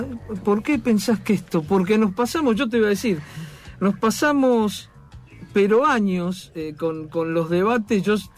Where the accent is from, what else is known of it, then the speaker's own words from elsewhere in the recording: Buenos Aires, Argentina; yo soy de Boedo.